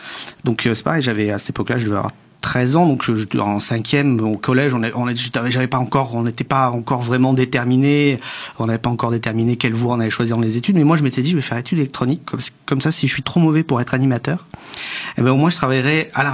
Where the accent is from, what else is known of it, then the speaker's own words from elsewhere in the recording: Rodez, Occitanie, France; Je viens de l'Aveyron, je viens de Rodez. J'avais 12 ans. Et à l'époque, dans une ville comme Rodez, en gros 30 000 habitants